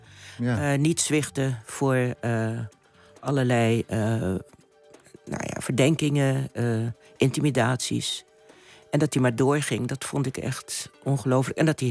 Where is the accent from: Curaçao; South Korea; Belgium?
Curaçao; also born or lived in Netherlands / Suriname; ik ben op Curaçao geboren, ik heb er lang gewoond, ik heb ook hier lang gewoond. Maar ik ben op een gegeven moment naar Suriname gegaan en dat heb ik helemaal geadopteerd als mijn land. Ook omdat mijn voorouders en mijn ouders daar vandaan komen.